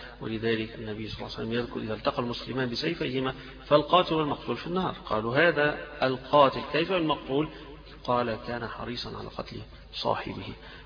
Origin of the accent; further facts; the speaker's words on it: Alexandria, Alexandria Governorate, Egypt; إحنا اسكندرانية نضربوا الصعيدة، نضربوا البحرية